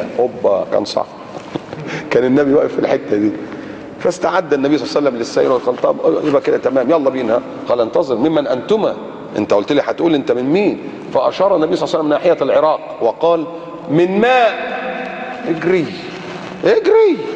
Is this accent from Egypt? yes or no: yes; Egypt; نحن كمصريين